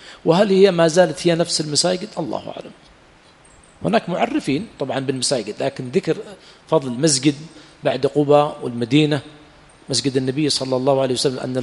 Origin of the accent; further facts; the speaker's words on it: Yemen; لكن في بلادنا اليمن حمار وحشي ما استقى